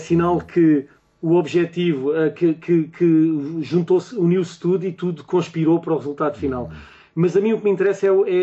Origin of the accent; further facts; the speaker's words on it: Barreiro, Setúbal, Portugal; born there; Quando fui criança, eu nasci no Barreiro. E o Barreiro, agora não. Agora, uhum, o Barreiro é uma cidade pacata